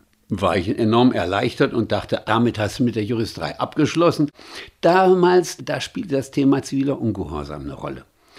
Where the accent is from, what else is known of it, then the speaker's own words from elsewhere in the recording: Magdeburg, Saxony-Anhalt, Germany; born there; also born or lived in Düsseldorf; aber dann bin ich eben zunächst in Magdeburg zur Welt gekommen, dann haben wir kurz in Düsseldorf gelebt